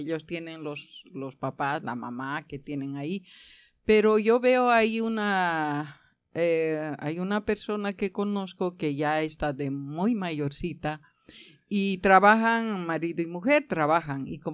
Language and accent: Spanish; Bolivia; moved away as an adult; dejé todo, todo allí donde estaba, que soy de Bolivia.